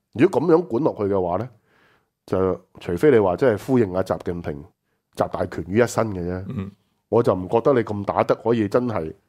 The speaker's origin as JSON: {"language": "Chinese", "country": "Hong Kong", "said": "我相信我们香港人就大家拍手掌啦，是吧？"}